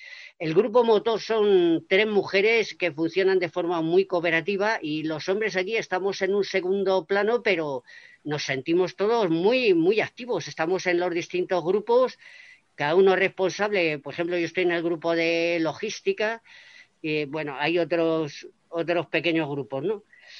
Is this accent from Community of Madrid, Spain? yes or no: yes; Getafe, Community of Madrid, Spain; soy de Getafe, mi barrio se llama Perales del Río y mi barrio está alejado del centro de Getafe, o sea, estamos a casi a 10 kilómetros.